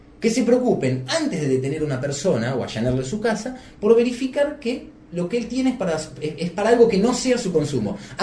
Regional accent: Argentina; Creo que iniciamos como país, y con todo el trabajo que nos cuesta como argentinos, un proceso de construcción desde hace varios años de una nueva nación

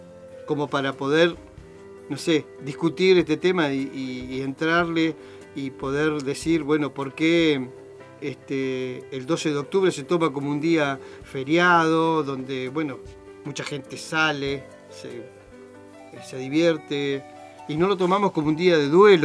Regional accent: Argentina; como argentino digo, ¿no?

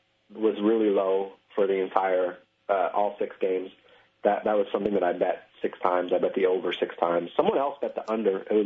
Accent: Canada; people think I'm American when I'm Canadian.

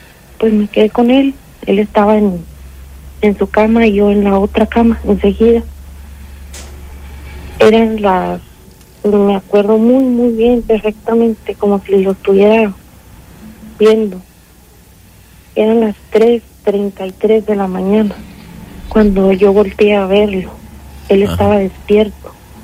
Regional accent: San Miguel de Allende, Guanajuato, Mexico; yo soy originaria de San Miguel de Allende.

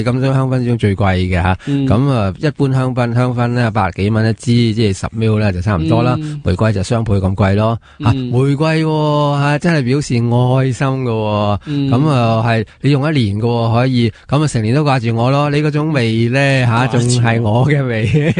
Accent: China; 我系中国人嘛，中国人啊

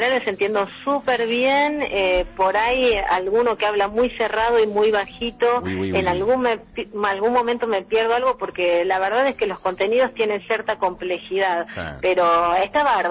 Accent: Argentina; de América soy la única

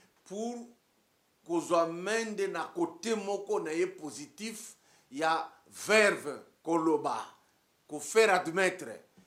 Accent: Katanga, DR Congo; Même chez moi au Katanga.

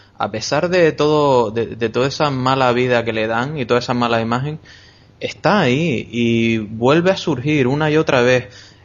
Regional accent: Canary Islands, Spain; Y luego somos canarios abiertos al mundo.

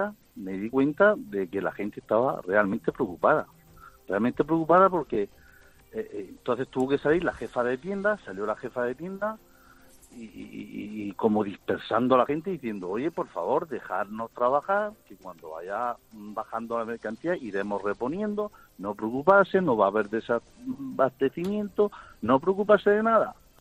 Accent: Murcia, Region of Murcia, Spain; Hoy me ha tocado la zona de Alicante, pero soy de Murcia.

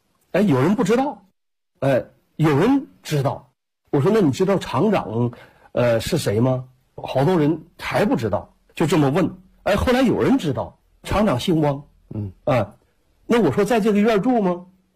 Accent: Jilin, China; 我说我是吉林的

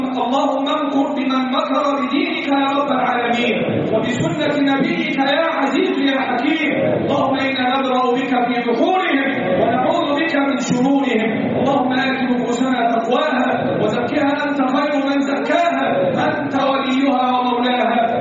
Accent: Egypt; اللهم احفظ بلدنا مصر وسائر بلاد

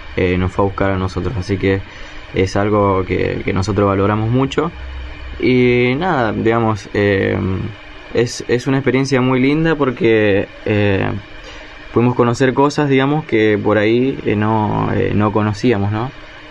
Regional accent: Alto Verde, Santa Fe, Argentina; tengo 22 años y bueno, soy de Alto Verde, como ya saben.

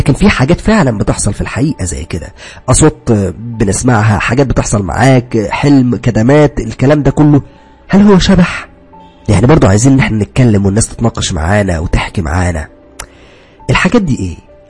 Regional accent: Upper Egypt, Egypt; now in Cairo, Egypt; بعد ما خلصت دراستي اتجهت الى القاهرة، انا اصلا من الصعيد، يعني اصلي صعيدي، ولكن اتجهت الى القاهرة وقعدت في شقة

